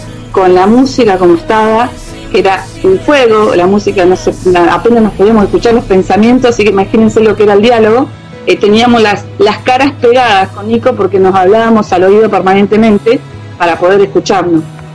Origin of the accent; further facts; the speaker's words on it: Cipolletti, Río Negro, Argentina; ¿vos sos de acá, de Cipolletti? Le digo, sí, le digo, yo soy de acá.